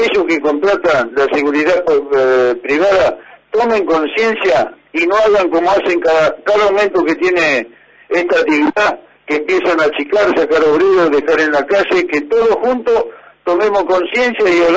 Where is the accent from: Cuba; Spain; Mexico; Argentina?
Argentina; hagamos voto como argentino, como obrero